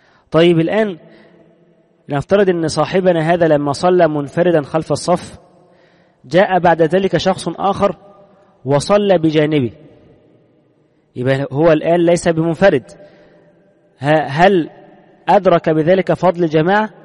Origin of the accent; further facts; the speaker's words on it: Egypt; عندنا في مصر سنجد أن حتى عامة الناس متأثرون